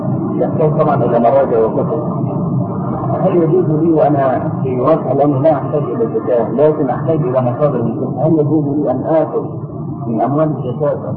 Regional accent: Egypt; يعني احنا عندنا في مصر الموظف ده 40 جنيه مثلا او 50

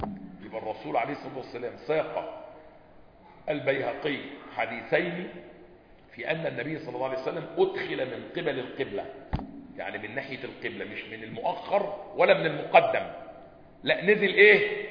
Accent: Egypt; مطبقه عندنا في مصر

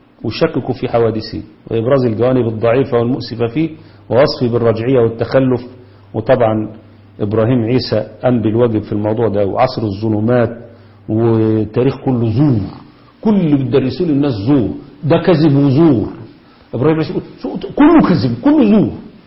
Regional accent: Egypt; لكن تعالوا شوفوا عندنا في مصر

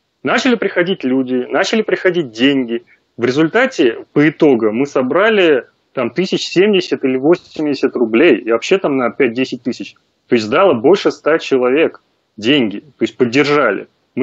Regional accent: Moscow, Russia; мы вот жили в Подмосковье, сам я из Москвы.

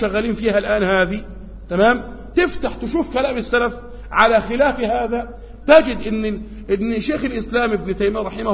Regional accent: Egypt; في بعض الأماكن عندنا في مصر هنا

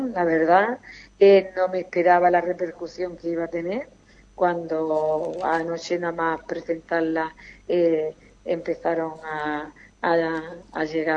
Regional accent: Ubrique, Andalusia, Spain; me encanta mi pueblo, que le agradezco a todo el ubriqueño, a todos los ubriqueños

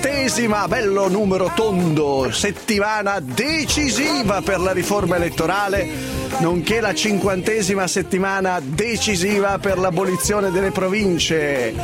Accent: Sesto San Giovanni, Lombardy, Italy; Sesto San Giovanni è la mia città natale

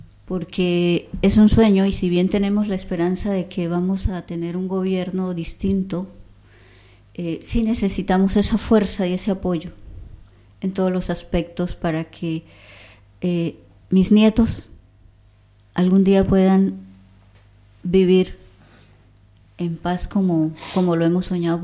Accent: Colombia; nosotros como pueblo colombiano

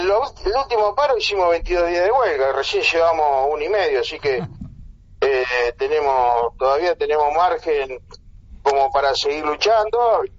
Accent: Rosario, Santa Fe, Argentina; yo soy de Rosario.

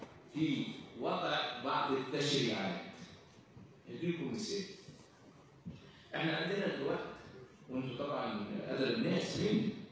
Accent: Egypt; لو إحنا ما شاء الله عندنا في مصر الأدوية بدون شركة

